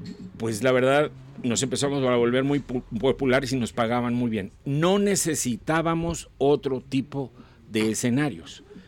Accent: Coatzacoalcos, Veracruz, Mexico; yo de niño en Coatzacoalcos, a una de las bandas que escuchaba

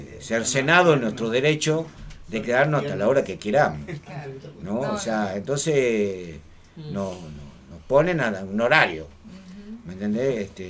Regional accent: Salta, Argentina; yo vengo allá del Chaco salteño, de adentro del monte, donde todavía ni siquiera hay luz, donde ni siquiera hoy hay internet

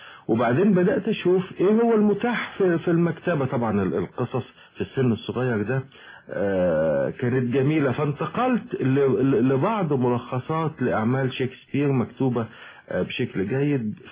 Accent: Alexandria, Alexandria Governorate, Egypt; also born or lived in Sohag; ولدت في السوهاج وجيت عندي حوالي 6-7 شهور ونشأت في اسكندرية يعني بعيدا عن والدي.

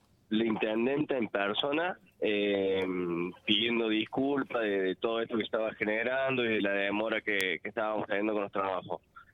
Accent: Argentina; como argentino, te lo digo

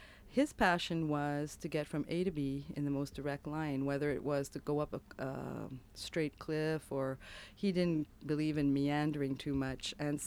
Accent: Montreal, Quebec, Canada; now in Canmore, Canada; I'm originally from Montreal, but have been living in Canmore for the past 25 years.

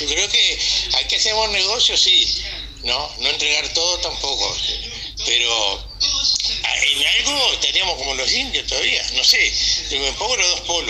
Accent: Uruguay; soy uruguayo y quiero que el Uruguay se mejore.

